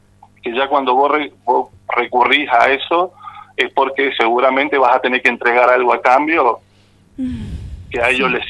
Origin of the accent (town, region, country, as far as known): Argentina